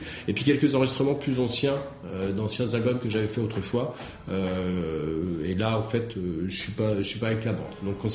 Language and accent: French; Centre-Val de Loire, France; Puisque en fait on est du Loir-et-Cher et pour l'instant on avait beaucoup tourné sur Loir-et-Cher